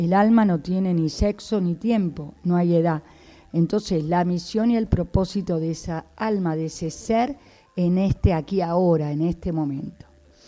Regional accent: Buenos Aires, Argentina; moved away; Yo también me fui hace 30 años de Buenos Aires, soy de Buenos Aires, me fui al sur a estudiar, a trabajar, porque soy profesora de arte, de Bellas Artes.

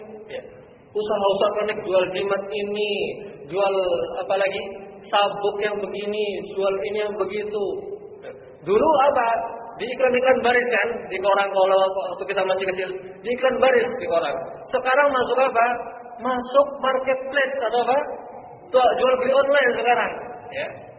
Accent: Purworejo, Central Java, Indonesia; sampai-sampai di kota saya juga, kota asal, Purworejo

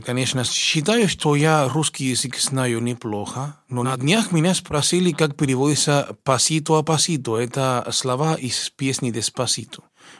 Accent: Cuba; moved away as an adult; now in Russia; Приехал я из Кубы учиться в консерватории имени Чайковского, которую окончил экстерном в 93-м году. А приехал я в 89-м году.

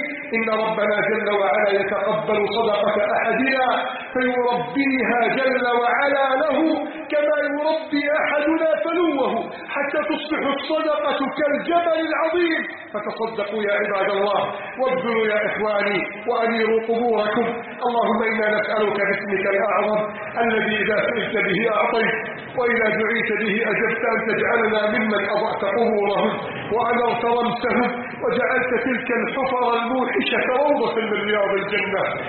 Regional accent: Egypt; اجعل بلدنا مصر عزيزة غنية شامخة بأهلها.

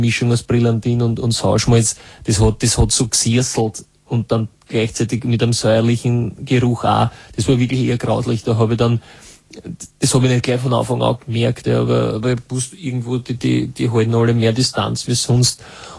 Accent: Vienna, Austria; und ich war aus Wien noch dazu.

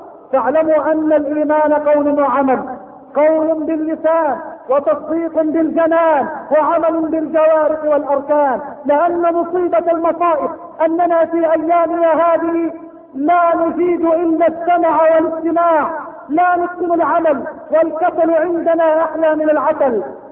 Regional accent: Egypt; اللهم اجعل بلدنا مصر بلد الامن والامان، اللهم اجعل مصرنا بلد الامن والامان

